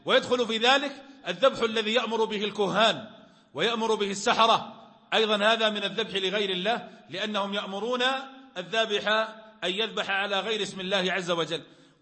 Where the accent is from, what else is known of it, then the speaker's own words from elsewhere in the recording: Najd, Saudi Arabia; كان عندنا في نجد في وقت